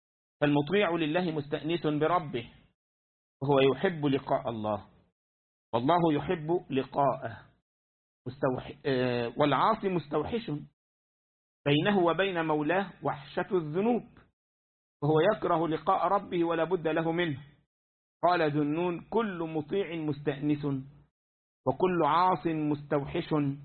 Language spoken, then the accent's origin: Arabic; Egypt; كان عندنا في مصر من فترة